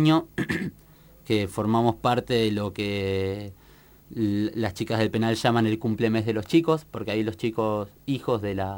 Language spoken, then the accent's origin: Spanish; Tierra del Fuego, Argentina; yo soy de Tierra del Fuego particularmente